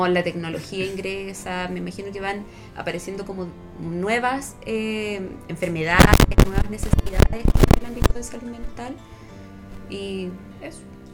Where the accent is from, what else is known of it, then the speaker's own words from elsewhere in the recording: Concepción, Biobío, Chile; No, soy de Concepción.